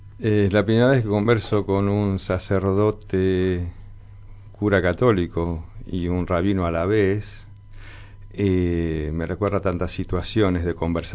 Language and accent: Spanish; Buenos Aires, Argentina; born there; Yo nací en Límite Flores con Caballito.